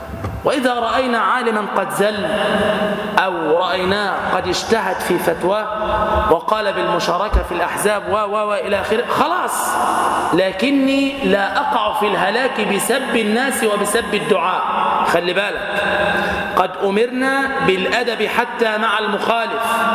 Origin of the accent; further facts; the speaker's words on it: Damietta, Damietta Governorate, Egypt; يعني مثلا عندنا في دمياط ما شاء الله أكابر